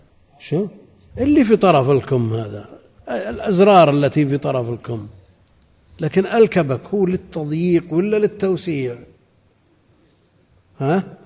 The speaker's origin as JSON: {"language": "Arabic", "region": "Najd", "country": "Saudi Arabia", "said": "عندنا في نجد"}